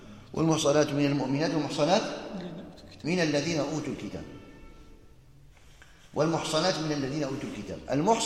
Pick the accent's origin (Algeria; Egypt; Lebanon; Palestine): Algeria; يعني عندنا في الجزائر المساجد كثيرة